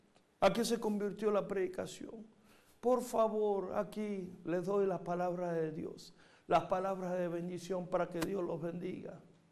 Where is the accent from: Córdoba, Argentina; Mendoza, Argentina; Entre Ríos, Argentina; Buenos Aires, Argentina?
Buenos Aires, Argentina; Yo crecí en la Argentina, en los barrios judíos, de Once, Flores, Floresta.